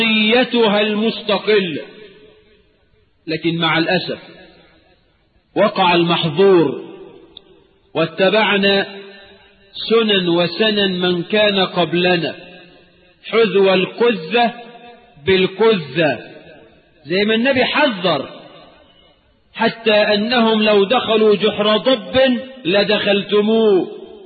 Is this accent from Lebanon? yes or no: no; Egypt; يبقى يتتجلى عقيدة الولاء والبراء لنا كمصريين في صوم يوم عاشوراء